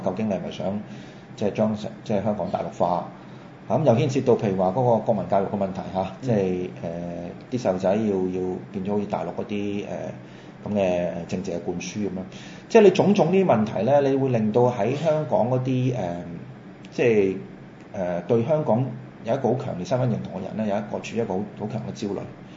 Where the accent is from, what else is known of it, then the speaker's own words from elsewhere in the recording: Macau; 即係站在一個譬如好似我同你咁樣喺個地方土生土長嘅，我哋當然有一種感情喺度啦。